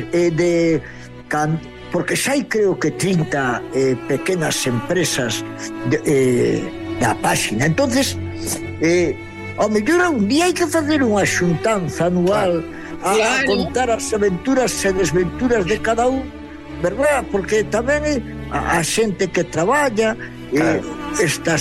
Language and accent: Galician; Galicia, Spain; eu son un enamorado do país, son un galego dependente, un gallego dependiente